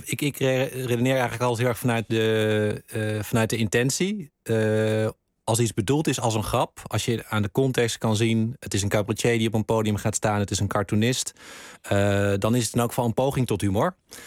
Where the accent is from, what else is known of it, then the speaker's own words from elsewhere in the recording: Randstad, Netherlands; En hij was zelf geen Limburger, ik kwam uit de Randstad